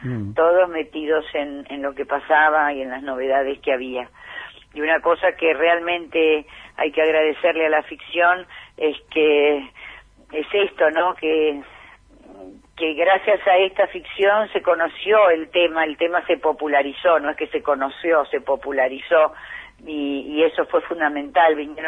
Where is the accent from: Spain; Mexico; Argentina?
Argentina; está en nosotros como argentinos hacer que cambien